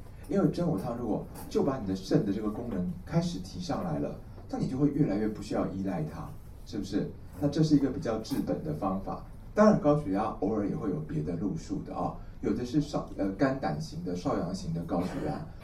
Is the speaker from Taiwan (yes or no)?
yes; Taiwan; 而且我们台湾人的水土体质其实非常明显